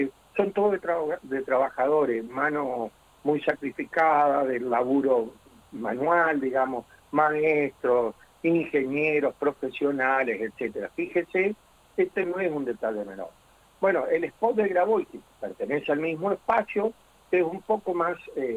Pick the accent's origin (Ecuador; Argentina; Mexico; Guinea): Argentina; tenemos que sentir orgullo como argentinos